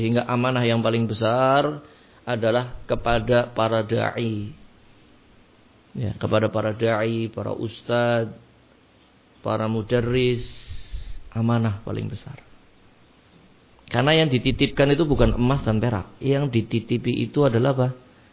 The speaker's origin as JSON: {"language": "Indonesian", "town": "Brebes", "region": "Central Java", "country": "Indonesia", "tie": "born or raised there", "said": "Akhirnya dia membuka sayapnya di Brebes ketika itu, di kampung saya."}